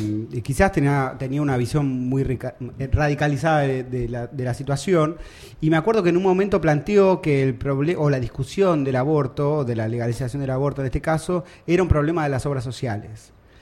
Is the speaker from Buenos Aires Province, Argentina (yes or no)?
yes; Lomas de Zamora, Buenos Aires Province, Argentina; born there; No, yo nací acá, no sé, en Lomas, boludo.